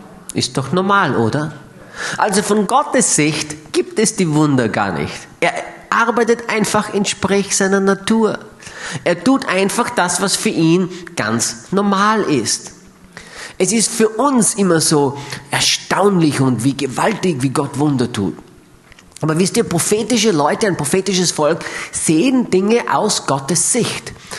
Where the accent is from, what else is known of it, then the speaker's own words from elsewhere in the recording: Austria; Aber bei uns in Österreich ist das ganz anders.